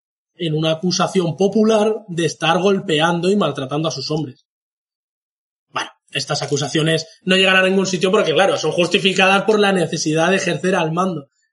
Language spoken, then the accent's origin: Spanish; Spain; Al menos creo que es nuestro deber como españoles.